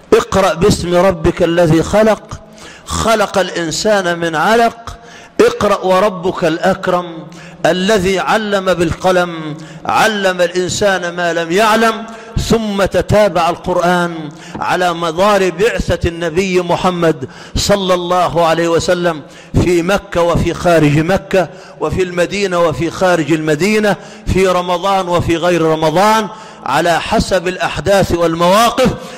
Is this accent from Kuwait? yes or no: no; Egypt; اللهم اجعل بلدنا مصر أمنا أمانا، سخاء رخاء